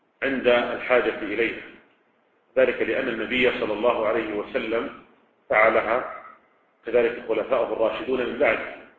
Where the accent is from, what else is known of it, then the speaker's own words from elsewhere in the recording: Riyadh, Riyadh Province, Saudi Arabia; يعني مثلا لو كان عندنا في الرياض مثلا